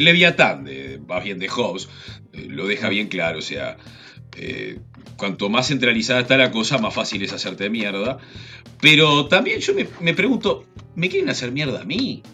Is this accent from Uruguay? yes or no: yes; Uruguay; En Uruguay, yo desde que tengo uso de razón